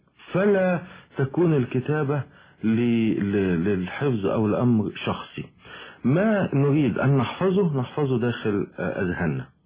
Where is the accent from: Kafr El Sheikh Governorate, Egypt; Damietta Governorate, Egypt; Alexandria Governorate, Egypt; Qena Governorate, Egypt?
Alexandria Governorate, Egypt; Alexandria; also born or lived in Sohag; ولدت في السوهاج وجيت عندي حوالي 6-7 شهور ونشأت في اسكندرية يعني بعيدا عن والدي.